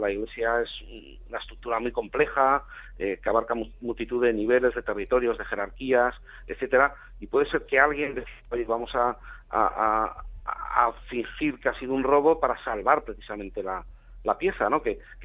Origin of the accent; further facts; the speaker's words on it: Cuenca, Castilla-La Mancha, Spain; Hay un cúmulo ahí de coincidencias que vinculan efectivamente Cuenca con Murcia. Hay dos lugares de mi ciudad natal y de su entorno que son importantes